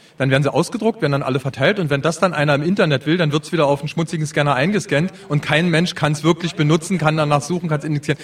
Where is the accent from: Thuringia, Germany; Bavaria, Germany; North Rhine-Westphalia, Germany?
Thuringia, Germany; Ichtershausen; Ich komme aus dem Ilmkreis und direkt aus Ichtershausen